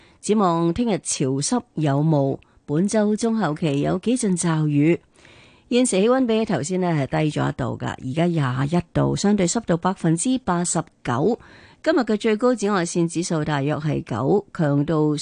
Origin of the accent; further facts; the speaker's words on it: Hong Kong; 我哋香港人